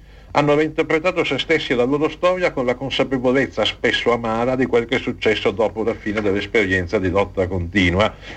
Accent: Milan, Lombardy, Italy; e in effetti sono milanese

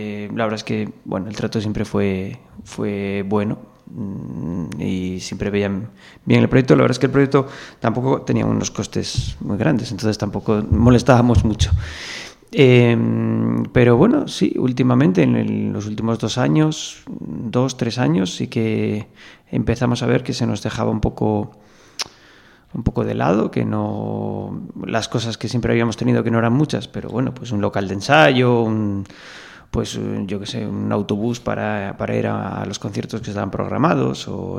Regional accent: Oviedo, Asturias, Spain; soy de Oviedo y asturiano

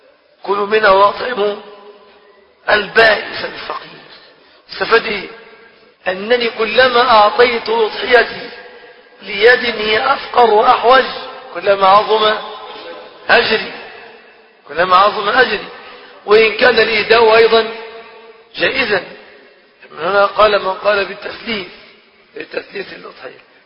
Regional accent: Egypt; يعني احنا من مصر يعني يجيبوا منين؟

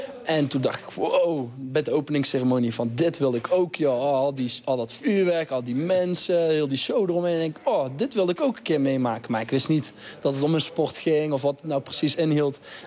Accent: North Brabant, Netherlands; we komen toevallig allemaal uit Brabant.

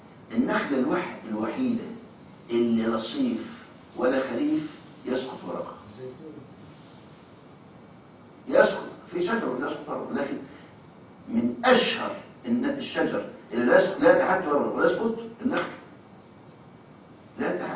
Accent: Egypt; طرح عندنا في مصر بيجيب 7 سنين

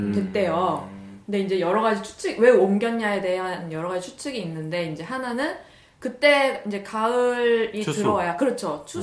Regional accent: South Korea; 외래 문화에 약하죠. 우리는 한국인이니까.

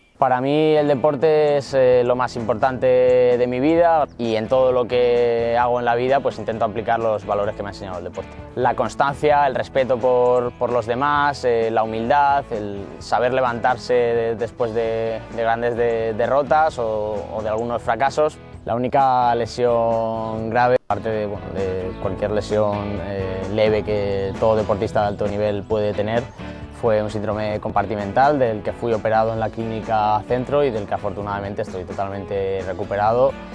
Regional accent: Talavera de la Reina, Castilla-La Mancha, Spain; Empecé a los 7 años en mi ciudad natal, en Talavera de la Reina

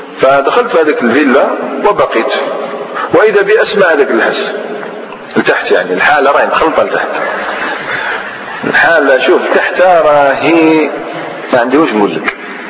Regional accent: Algeria; أنا جزائري عادي.

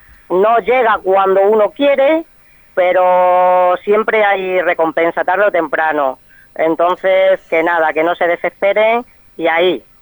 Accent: Madrigalejo, Extremadura, Spain; recorro pues mi pueblo, que es Vegas Altas, Madrigalejo

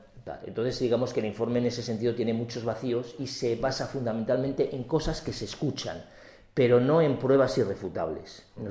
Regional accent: Spain; Los nacionales somos los españoles.

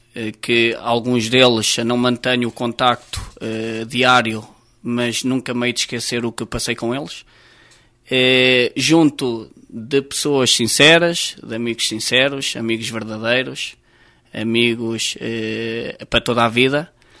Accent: Gavinhos, Centro, Portugal; also born or lived in Oliveira do Hospital; Nasci em Oliveira do Hospital, 29 de abril de 1982, mas depois fui viver desde sempre para Gavinhos. Gavinhos de Cima, e aonde estive até aos meus 11 anos.

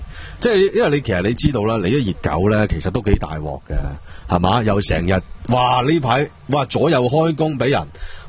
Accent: Hong Kong

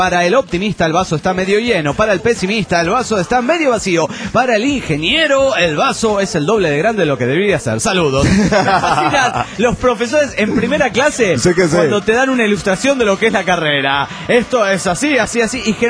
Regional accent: Mexico City, Mexico; del DF mexicano.

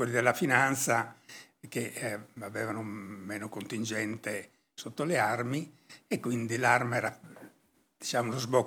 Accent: Oliena, Sardinia, Italy; le condizioni di vita in quel periodo in Sardegna, io parlo del mio paese, di Oliena, era terribile, no?

